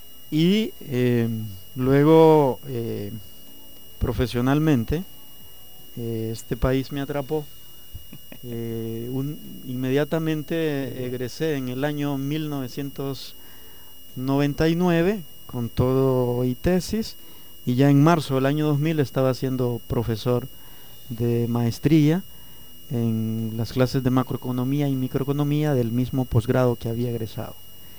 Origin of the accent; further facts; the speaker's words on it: Nicaragua; moved away as an adult; now in Honduras; Soy un nicaragüense y soy un hondureño. Nací en Nicaragua desde 1973 a 1997 y renací en Honduras desde 1998 al año 2013.